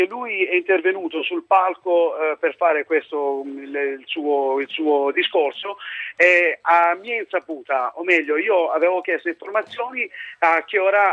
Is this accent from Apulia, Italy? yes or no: yes; Gagliano del Capo, Apulia, Italy; born there; accent: Salentino; now in Milan, Italy; Gagliano del Capo, è in provincia di Lecce.